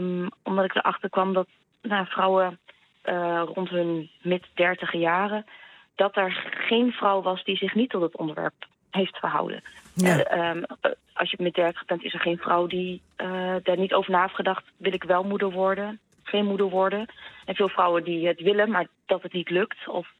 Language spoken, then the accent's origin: Dutch; Groningen, Netherlands; ook al ben ik in Groningen opgevoed